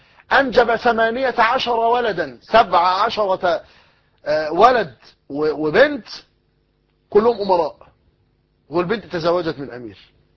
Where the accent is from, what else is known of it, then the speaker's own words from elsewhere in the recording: Egypt; المثل الدارج عندنا في مصر يقول لك غرق في شبر مية